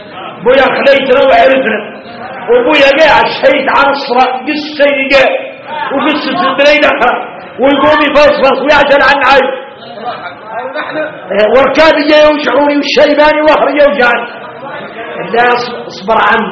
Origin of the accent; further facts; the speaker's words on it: Mauritania; اي احنا موريتاني حارنا متين العود اللون في قاموس الحسانية